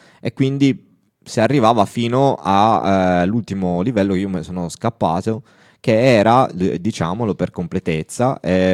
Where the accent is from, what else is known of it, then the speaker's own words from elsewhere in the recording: Turin, Piedmont, Italy; Cioè io ad esempio sono torinese